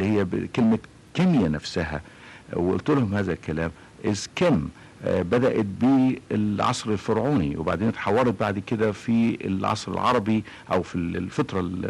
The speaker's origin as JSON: {"language": "Arabic", "country": "Egypt", "said": "مش لان انا بقى مصري وانا كعالم بحاول افصل الحقيقة بين وجودي كمصري وتفكيري كعلمي"}